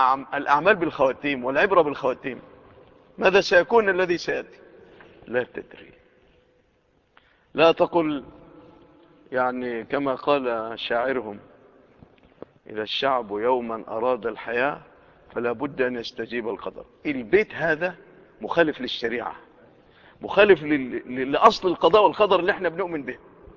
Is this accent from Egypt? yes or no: yes; Egypt; لو وقعت في بلادنا مصر لكانت الفتن والقلاقل والفوضى والخوف